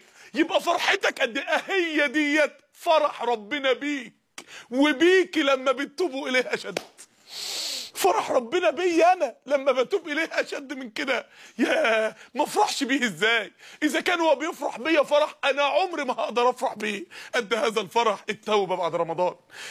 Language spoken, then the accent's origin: Arabic; Mansoura, Dakahlia, Egypt; عندنا في المنصورة رسالة للصالح قبل الفاسد